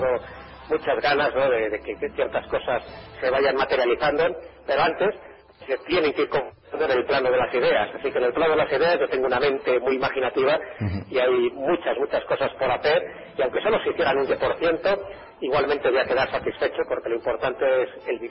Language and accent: Spanish; Valderas, Castile and León, Spain; Estoy en mi pueblo, en Valderas.